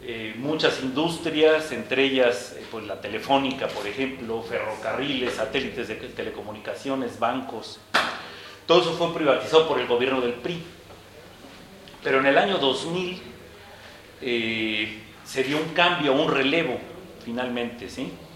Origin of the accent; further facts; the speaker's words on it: Chiapas, Mexico; vengo del estado de Chiapas, México.